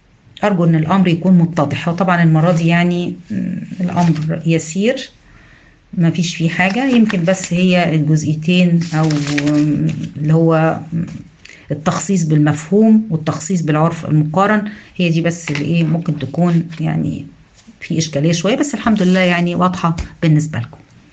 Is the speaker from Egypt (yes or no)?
yes; Egypt; يمكن مش متواجده عندنا في مصر